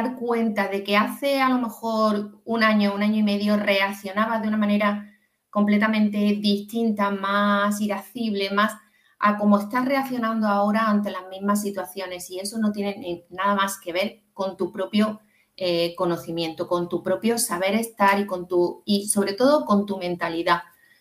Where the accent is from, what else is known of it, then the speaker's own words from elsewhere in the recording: Andalusia, Spain; como se dice en mi tierra, en Andalucía, en el 15.